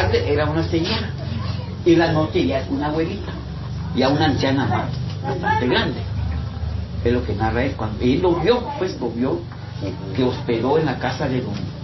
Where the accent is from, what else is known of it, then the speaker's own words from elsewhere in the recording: Champotón, Campeche, Mexico; No, yo vengo de Champotón.